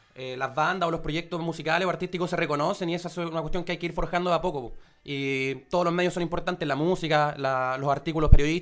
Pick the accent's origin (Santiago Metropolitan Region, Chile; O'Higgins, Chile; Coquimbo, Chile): Santiago Metropolitan Region, Chile; Santiago; now in Concepción, Chile; Yo soy de Santiago, y la idea mía cuando llegué a Concepción, ya yo venía con un trajín más o menos desde la movida en Santiago.